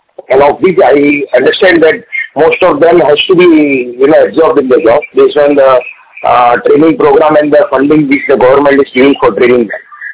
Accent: India; English is a second language; being Indian, I was very proud

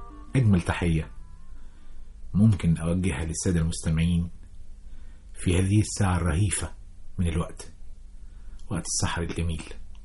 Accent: Kafr El Sheikh, Kafr El Sheikh Governorate, Egypt; أنا أخدت دراستي الابتدائية في بلدنا كفر الشيخ، وكان لليل فيها ملمح قوي جدا.

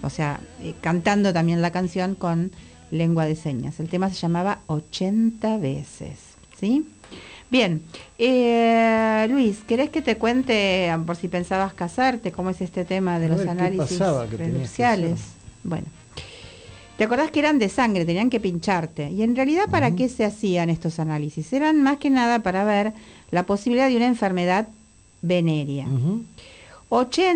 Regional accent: Galicia, Spain; yo digo gallego, pero es con todo cariño por mi tierra, de mi familia.

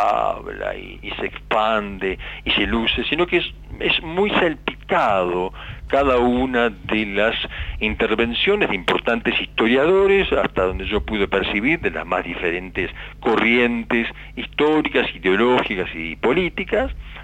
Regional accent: Uruguay; buscar en las raíces de lo que somos como orientales, como uruguayos

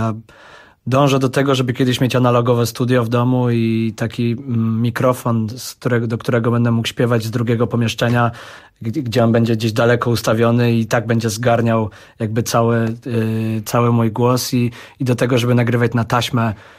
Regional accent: Kraków, Lesser Poland, Poland; ja jestem stąd, jestem Krakusem, mów do mnie normalnie.

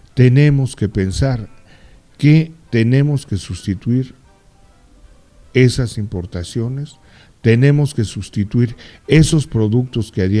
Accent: Mexico; que comprarle forzosamente a la gente que produce, a la gente que distribuye, a la gente que vende en mi país. Antes de pensar en cosas que definitivamente no tienen la calidad de lo que tiene lo hecho en México

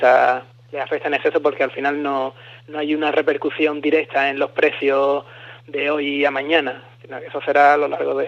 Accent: Spain; estoy yo, que soy español

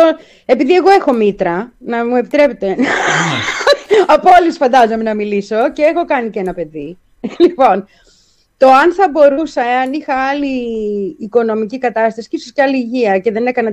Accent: Petroupoli, Attica, Greece; σαν παιδί, μεγάλωσα στην Πετρούπολη, σε μια λαϊκή γειτονιά

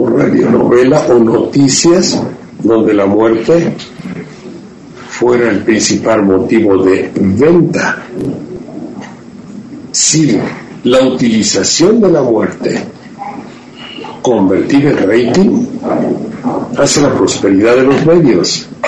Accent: Mexico; Ahora los mexicanos somos un mexicano es enemigo de otro.

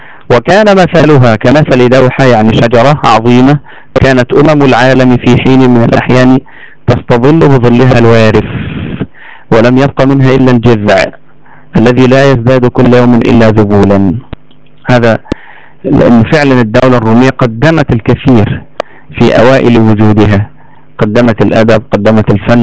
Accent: Egypt; علشان كده لو تفتكروا كويس قوي عندنا في مصر هنا بعد موضوع الثورة حصل الآتي

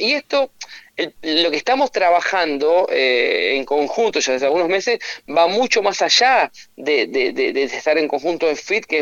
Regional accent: Concordia, Entre Ríos, Argentina; Yo soy de Concordia

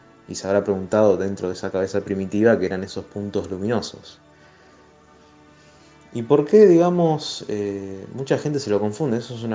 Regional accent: Rosario, Santa Fe, Argentina; de Rosario, me encargo de la columna de astronomía

